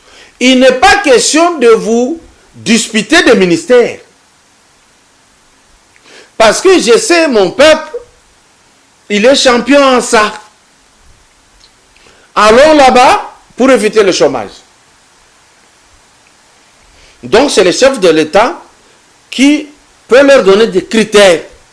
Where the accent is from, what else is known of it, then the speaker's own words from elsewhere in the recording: Katanga, DR Congo; ce que j'ai fait dans le domaine culturel depuis chez nous à Katanga jusqu'ici